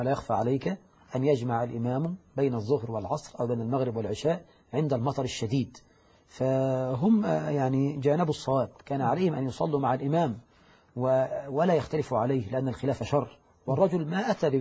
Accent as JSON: {"language": "Arabic", "country": "Egypt", "said": "وهذا يحصل عندنا في مصر"}